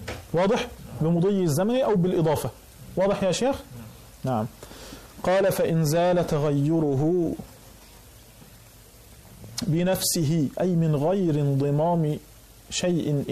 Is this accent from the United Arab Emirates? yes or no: no; Egypt; كان يوجد عندنا في مصر قديما